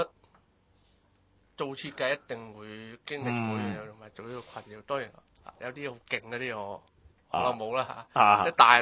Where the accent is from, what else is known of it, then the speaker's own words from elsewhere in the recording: Macau; 其實我本身咧，即係我嚟自澳門